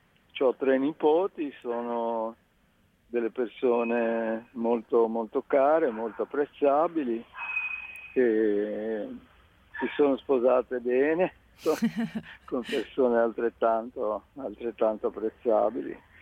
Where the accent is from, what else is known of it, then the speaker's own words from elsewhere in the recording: Genoa, Liguria, Italy; Io sono di Genova.